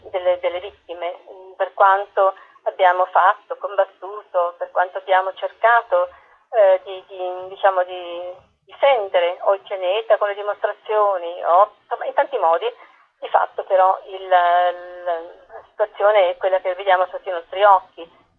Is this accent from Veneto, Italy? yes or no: no; Apulia, Italy; non avere contatto con la mia terra, riscoprirla tardi, sono pugliese.